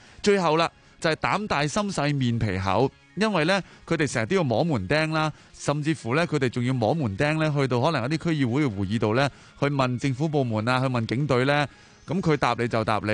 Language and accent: Cantonese; Hong Kong; 我諗我哋香港人咧，如果你每日都用呢個精神去即係生活嘅話咧，嗯，我哋會變得更加好嘅。